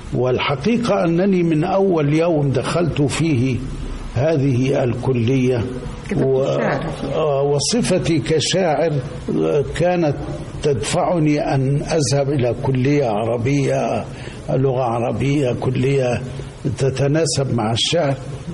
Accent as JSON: {"language": "Arabic", "town": "Bani Amer", "region": "Sharqia Governorate", "country": "Egypt", "tie": "born or raised there", "said": "كنت منذ طفولتي أعيش في قريتي وهي بني عامر مركز الزقازيق محافظة الشرقية،"}